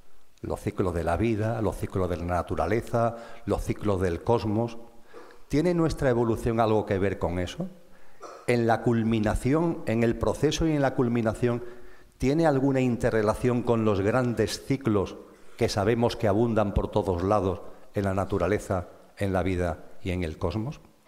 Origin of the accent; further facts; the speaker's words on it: Andalusia, Spain; Imaginaros esto allí de donde yo vengo, en Andalucía, complicadísimo. Las S no las comemos